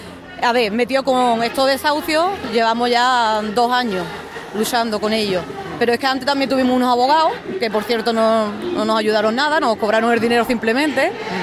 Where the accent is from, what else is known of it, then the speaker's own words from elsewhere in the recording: Cádiz, Andalusia, Spain; now in Granada, Spain; nosotros ya estábamos viviendo, nosotros somos de Cádiz, estábamos viviendo aquí en Granada.